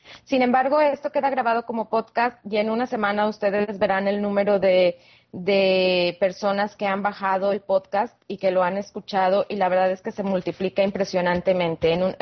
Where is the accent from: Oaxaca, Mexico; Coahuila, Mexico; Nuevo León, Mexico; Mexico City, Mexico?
Coahuila, Mexico; Saltillo; en México, en Saltillo, de donde yo soy